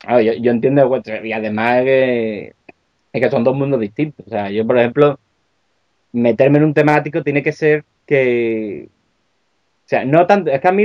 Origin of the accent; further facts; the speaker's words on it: Seville, Andalusia, Spain; now in Asturias, Spain; Porque yo, aunque soy de Sevilla, estoy emigrado allí, por amor.